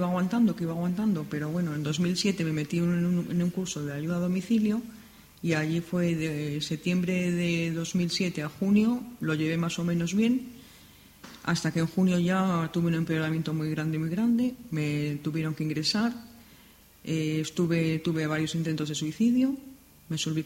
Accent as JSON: {"language": "Spanish", "town": "Madrid", "region": "Community of Madrid", "country": "Spain", "tie": "born or raised there", "said": "tengo 50 años, estoy casada y soy natural de Madrid."}